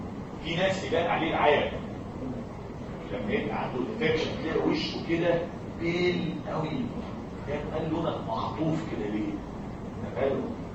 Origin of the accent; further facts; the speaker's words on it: Egypt; ان الكونشاكتايفا عندنا في مصر بايظه